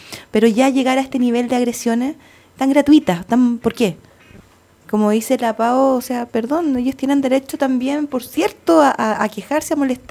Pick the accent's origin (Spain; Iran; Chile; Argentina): Chile; Y ahora como los chilenos aspiracionales no queremos estar en el colegio con número